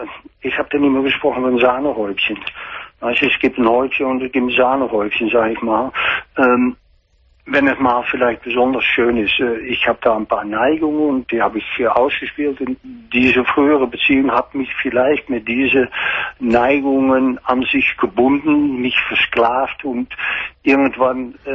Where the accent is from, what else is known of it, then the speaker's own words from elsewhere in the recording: Netherlands; German is a second language; Ich bin Niederländer.